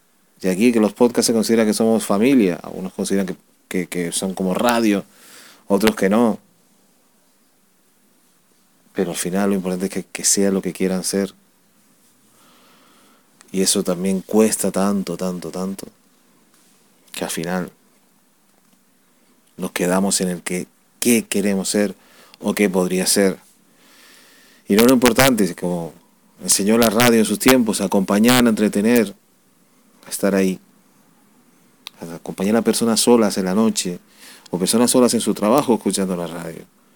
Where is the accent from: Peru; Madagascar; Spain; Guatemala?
Spain; Con una radio que no se actualiza en mi país, España